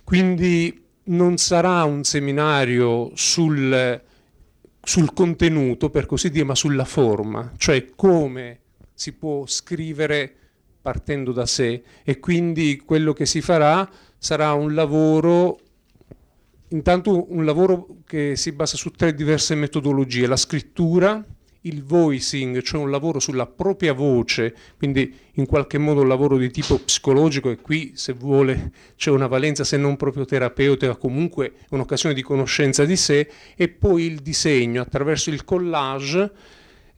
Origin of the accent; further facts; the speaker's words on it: Sicily, Italy; now in Bolzano, Italy; Io sono siciliano, fra l'altro, piccola parentesi.